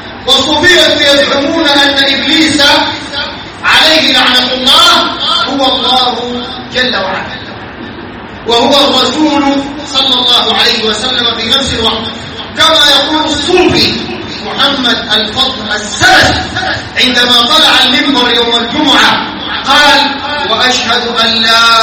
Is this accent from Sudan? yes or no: yes; Sudan; عندنا في السودان